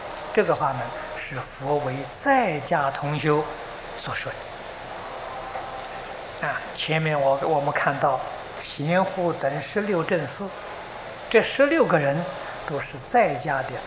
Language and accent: Chinese; Anhui, China; 我是安徽人，我们家乡步行到九华山要走一个星期，啊，我们住在江北，过长江要走一个星期